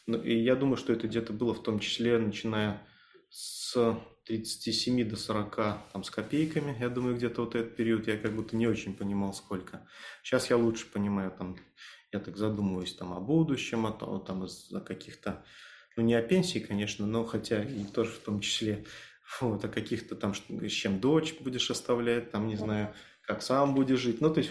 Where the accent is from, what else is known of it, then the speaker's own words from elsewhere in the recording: Belarus; я из Беларуси, соответственно, партизанские корни, может, так сказываются.